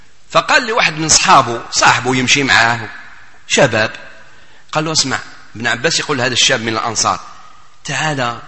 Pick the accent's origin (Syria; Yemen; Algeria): Algeria; في بلادنا الجزائر